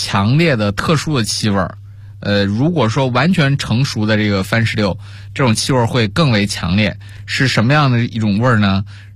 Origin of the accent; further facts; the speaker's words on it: China; 特别是我们中国人通常生活在温带地区